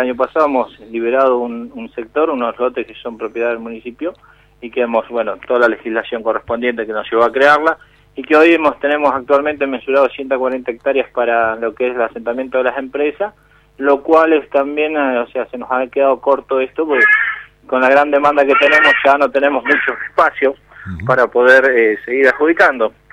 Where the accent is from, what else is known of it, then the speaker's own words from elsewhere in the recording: Añelo, Neuquén, Argentina; soy nacido y criado acá en Añelo, o sea, me crié en el campo, a los 6 años mi mamá me trajo a la escuela por una cuestión de escolarización.